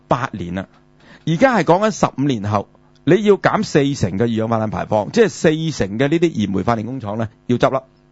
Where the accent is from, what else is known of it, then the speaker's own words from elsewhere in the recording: Hong Kong; 我哋香港人呢其實係冇一個概念，因為我哋住喺亞熱帶呢